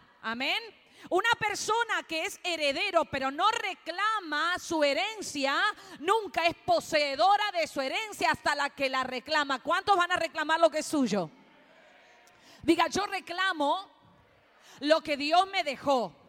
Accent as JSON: {"language": "Spanish", "country": "Argentina", "tie": "born there", "said": "yo nací en Argentina, pero mis padres son italianos, mi esposo es cubano y mi hijo puertorriqueño."}